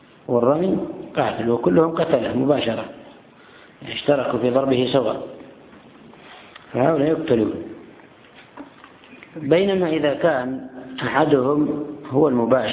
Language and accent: Arabic; Yemen; وهم الآن يعملون حيلة في بعض الأماكن عندنا في اليمن